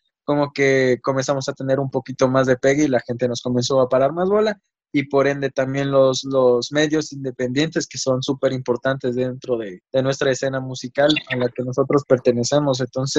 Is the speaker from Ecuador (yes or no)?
yes; Ecuador; somos una banda consciente de que somos latinoamericanos y ecuatorianos.